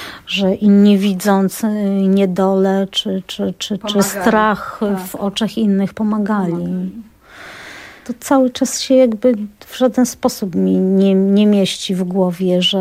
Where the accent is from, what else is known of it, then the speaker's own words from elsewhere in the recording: Bielanka, Lesser Poland, Poland; also born or lived in Pszczyna; 7 lat rodzice postanowili, że wracają w swoje rodzinne strony i tak znaleźliśmy się w Bielance i ja już tutaj poszłam do pierwszej klasy, poszłam już w Bielance.